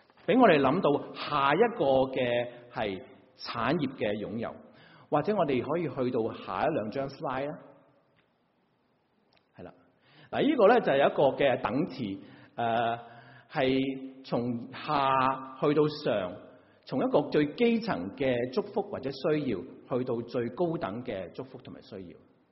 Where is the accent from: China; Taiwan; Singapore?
China; 我们中国人有很多时候会跟人家